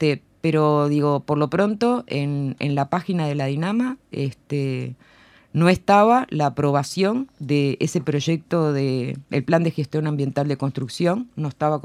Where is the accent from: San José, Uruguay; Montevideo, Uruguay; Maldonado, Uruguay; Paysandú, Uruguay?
Montevideo, Uruguay; Montevideo, yo soy montevideana, vivo en Sayago, Montevideo queda dividida en este y oeste.